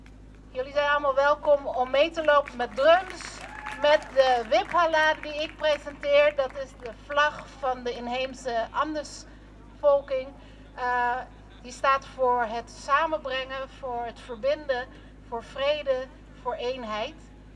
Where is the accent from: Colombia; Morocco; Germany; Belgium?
Colombia; now in Netherlands; ik kom uit Colombia